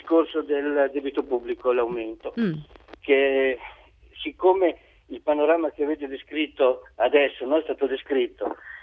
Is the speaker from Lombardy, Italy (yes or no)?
yes; Milan, Lombardy, Italy; now in Emilia-Romagna, Italy; Cioè, io sono milanese, però. Non sono, io vengo, sono 20 anni che abito qui.